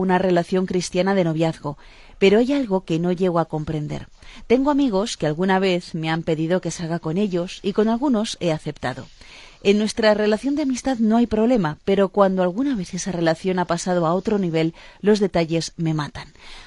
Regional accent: southern Spain, Spain; los que somos del sur de España tenemos siempre chistes para todo

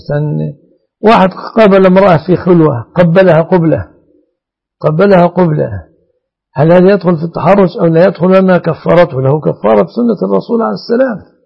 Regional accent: Egypt

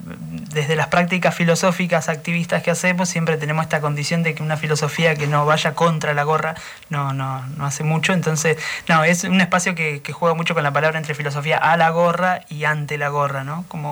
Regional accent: Nueve de Julio, Buenos Aires Province, Argentina; De 9 de julio.

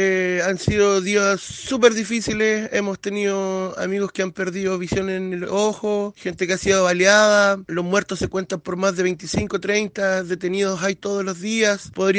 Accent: Araucanía, Chile; no solo aquí en Temuco, nosotros somos del sur de Chile

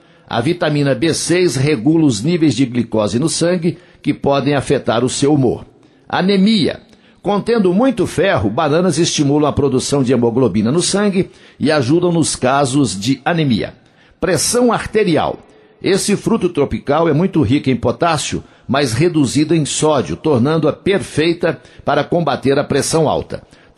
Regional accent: Coromandel, Minas Gerais, Brazil; lá na minha cidade de Coromandel

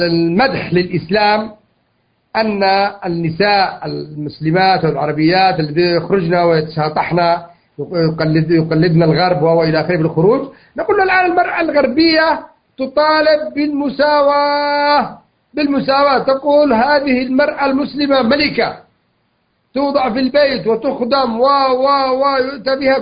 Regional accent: Yemen; لكن اللي أعرف أنه عندنا في اليمن

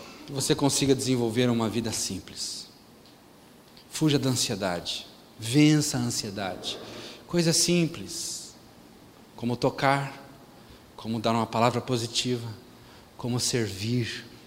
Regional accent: Brazil; born there; Se eu fosse apelar, eu sou de origem russa, sou descendente de russo, e os russos têm mania de beijar os amigos, até na boca. Graças a Deus eu nasci do Brasil.

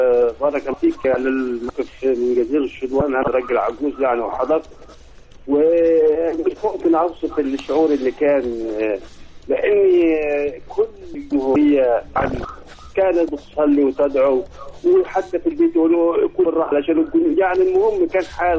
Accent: Asyut Governorate, Egypt; قطاع أسيوط.

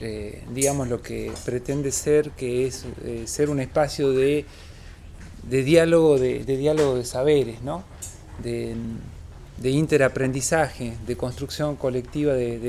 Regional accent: Northwest Argentina, Argentina; El caso del noroeste argentino, de donde vengo, digamos

